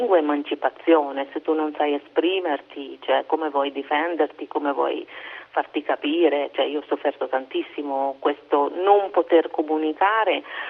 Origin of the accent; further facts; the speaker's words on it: India; da dove vengo io, poche donne si mettono il sari, poche donne hanno il puntino in testa, cioè forse perché venivo dalla metropoli, però questa era una cosa divertente che io, insomma, non rientravo nello stereotipo dell'indiana.